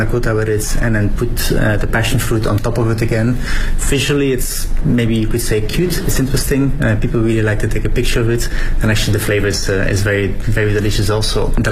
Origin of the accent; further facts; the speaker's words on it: Belgium; I'm from Belgium, so it's kind of a classic cone of how we would normally eat it down the street